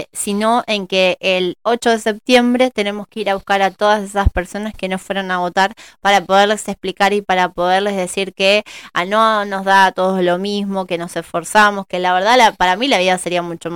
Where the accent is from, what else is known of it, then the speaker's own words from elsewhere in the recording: Argentina; de la maduración que vamos teniendo como argentinos